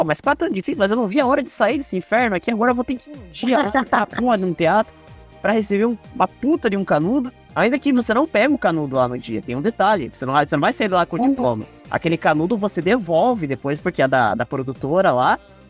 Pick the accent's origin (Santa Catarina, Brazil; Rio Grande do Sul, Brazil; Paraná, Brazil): Paraná, Brazil; São José dos Pinhais; Eu confesso que de São José eu não sou, nasci e estou morando em São José, né? Sempre morei perto do aeroporto a minha vida inteira.